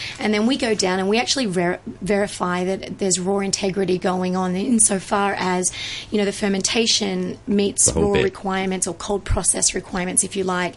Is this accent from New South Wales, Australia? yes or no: yes; Sydney, New South Wales, Australia; I'm from Sydney, Australia.